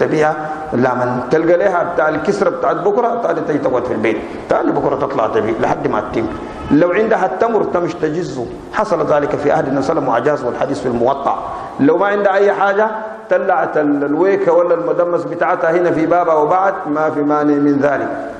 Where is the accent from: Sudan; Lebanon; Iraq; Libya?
Sudan; عندنا في السودان ما في حتة لقينا أن الرجال بيقعدوا مع النساء سوا